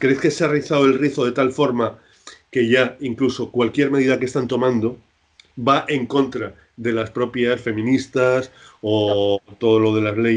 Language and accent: Spanish; Huesca, Aragon, Spain; Yo soy de Huesca y, bueno, sigo las noticias con Huesca